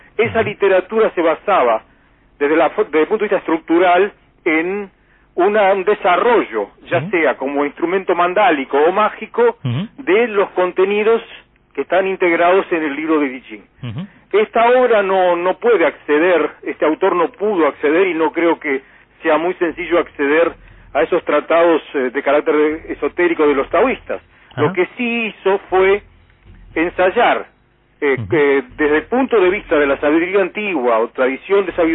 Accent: Argentina; Soy argentino, ese es el tema.

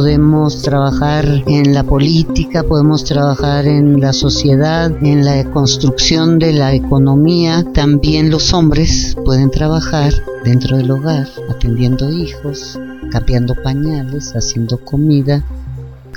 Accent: Sonora, Mexico; also born or lived in Chihuahua / Mexico City; now in Amecameca, Mexico; Vengo del norte, Sonora y Chihuahua. Ahí fueron las tierras que me formaron. Y llegué a la Ciudad de México en 1966 a la Escuela de Filosofía y Letras a estudiar teatro. Vivo en Amecameca desde hace 35 años

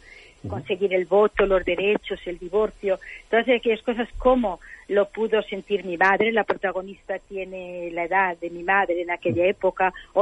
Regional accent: Castile and León, Spain; Pero la quería ambientar en el Bierzo, porque era como un homenaje a mi tierra

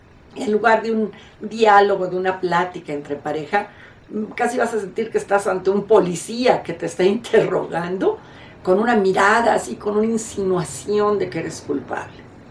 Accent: Mexico; Aquí en mi país, en México, antiguamente nos casábamos

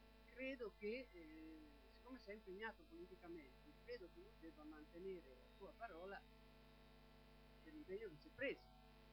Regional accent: Ancona, Marche, Italy; e sono di Ancona.

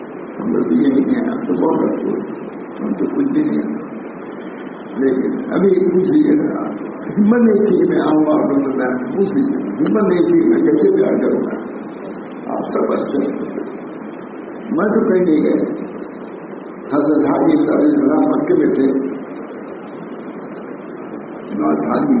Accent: Allahabad, Uttar Pradesh, India; الہ آباد میں کیونکہ رہتا ہوں اور کوئی نہیں کرتا ہے میں کہتا ہوں تو میں شہر کا ہوں

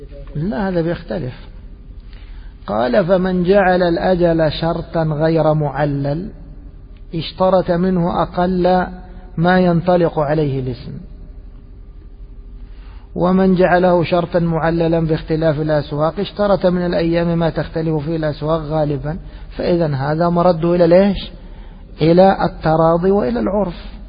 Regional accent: Egypt; يعني مثلا خلينا نضرب مثال عندنا في مصر، السلم في الرز

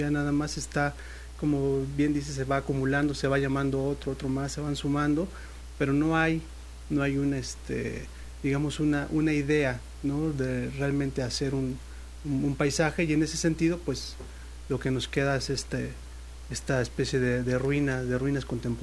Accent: Mexico City, Mexico; Yo soy de la Ciudad de México.

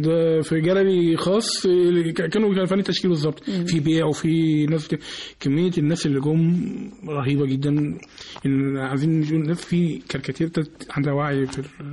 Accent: Egypt; الملتقى اللي احنا بنعمله بشكل سنوي في عندنا في مصر هنا في دار الأوبرا

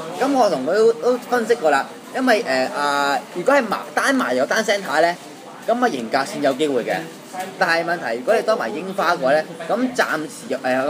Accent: Hong Kong; 作為香港人一個心聲

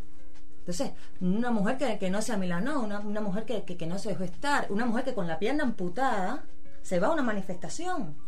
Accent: Cuba; moved away; Vengo de Cuba, estoy acá por amor. Me enamoré, por eso me vine para acá.

